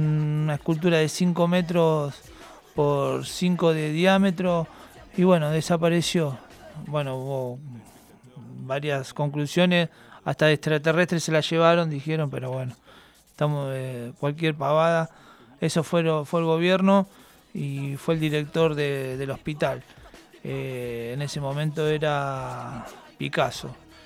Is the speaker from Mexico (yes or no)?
no; Banfield, Buenos Aires Province, Argentina; born there; desde que nací allá en Banfield